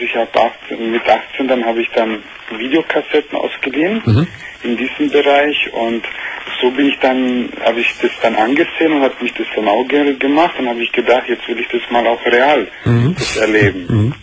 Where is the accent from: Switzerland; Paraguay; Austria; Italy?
Italy; Ja, ich bin Italiener und also halb halb.